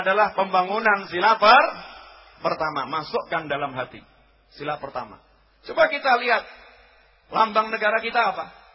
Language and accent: Indonesian; Surakarta, Central Java, Indonesia; Udah, kita ini orang Solo ya.